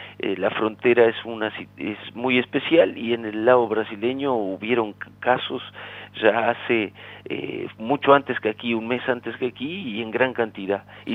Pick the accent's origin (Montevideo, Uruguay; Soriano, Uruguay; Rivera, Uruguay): Rivera, Uruguay; accent: Rivera; No es solo que tenemos acento. Aparte del acento, tenemos el dialecto, portuñol y muchas cosas más. Y la cultura riverense es muy especial, es muy particular.